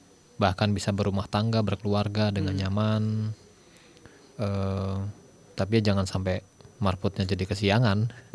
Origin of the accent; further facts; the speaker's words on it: Sumatra, Indonesia; born there; Saya ini orang Jawa. Orang Jawa tapi lahir di Sumatera.